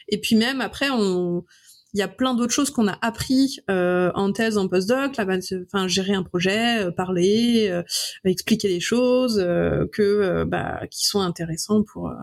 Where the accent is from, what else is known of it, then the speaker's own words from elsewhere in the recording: Brittany, France; now in Lyon, France; Moi, je suis bretonne. C'est blanc. Ça doit être du granit.